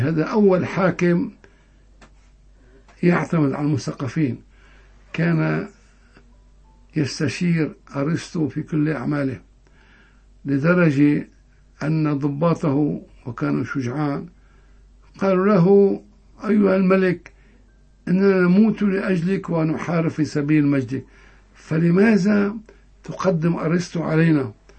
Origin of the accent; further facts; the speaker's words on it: Hama, Hama Governorate, Syria; accent: Hama; والدلعونة الحموية هي لهجتنا كما لهجة الساحل